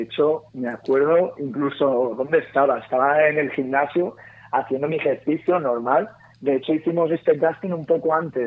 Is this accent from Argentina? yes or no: no; Alcàsser, Valencian Community, Spain; Ocurrió en mi tierra.